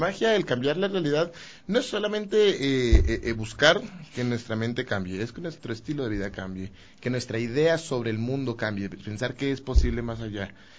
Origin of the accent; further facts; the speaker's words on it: Bogotá, Colombia; also born or lived in Quito; Yo soy director de teatro, yo crecí en el teatro en la ciudad de Bogotá. Yo soy quiteño y crecí en Colombia y crecí en el mundo del teatro.